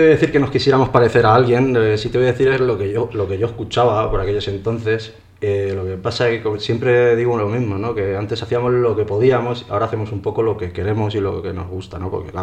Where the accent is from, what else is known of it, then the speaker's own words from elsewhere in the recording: Aranjuez, Community of Madrid, Spain; yo soy de Aranjuez, ¿no? Lo que pasa es que luego me fui a Móstoles, entonces siempre ha habido un vínculo ahí con Aranjuez